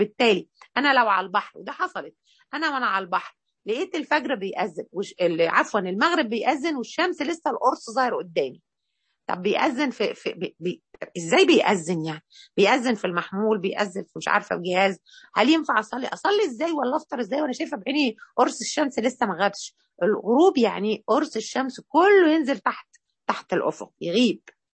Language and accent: Arabic; Egypt; كده منطقة فيها إشكالية عندنا احنا في مصر، مش في كل الدول على فكرة